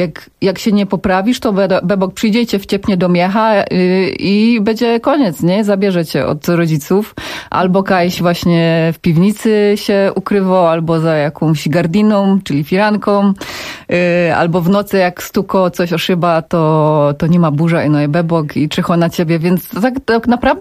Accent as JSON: {"language": "Polish", "town": "Rydułtowy", "region": "Silesian Voivodeship", "country": "Poland", "said": "ja jestem sama z małego miasteczka, z Rydułtów na Górnym Śląsku"}